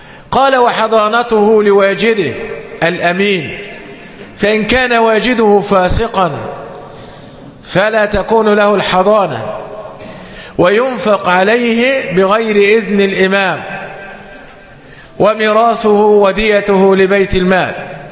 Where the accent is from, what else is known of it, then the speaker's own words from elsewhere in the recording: Egypt; والحمد لله عندنا في مصر يعني من ذهب إلى القسم أو النيابة هناك أسماء وعائلات لا أصل لها